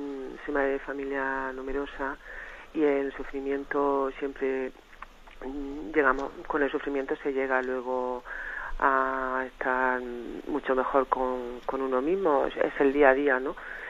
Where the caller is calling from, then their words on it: Cartagena, Region of Murcia, Spain; de Cartagena, monseñor.